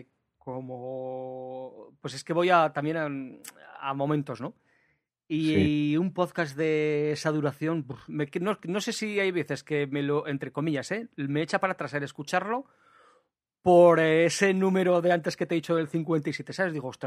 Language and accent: Spanish; Aragon, Spain; aunque ahora resido en Navarra, pues realmente soy maño